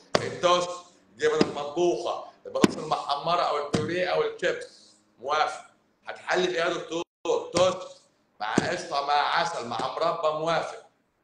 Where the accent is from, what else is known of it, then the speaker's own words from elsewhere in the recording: Cairo Governorate, Egypt; هو انا ماليش الشرف ان انا ابقى اسكندراني الصراحه، بس انا مش اسكندراني، انا قهرواني، انا مقاهزه، انا مقاهزه يعني ما بين الجيزه والقاهره،